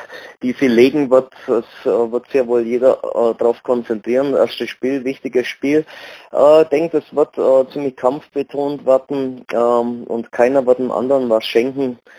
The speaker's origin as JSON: {"language": "German", "town": "Augsburg", "region": "Bavaria", "country": "Germany", "said": "selbst als Augsburger nicht, muss man ja da hingehen"}